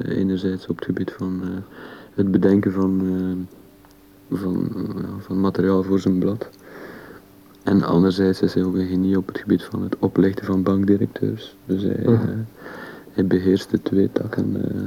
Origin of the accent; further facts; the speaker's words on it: Belgium; Vooral omdat ik als Belg en Frans.